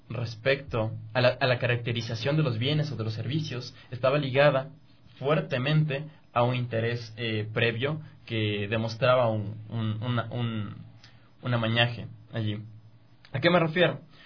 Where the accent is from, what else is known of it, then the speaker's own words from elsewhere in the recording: Ecuador; O sea, nosotros como ecuatorianos, ¿cómo vemos el Estado?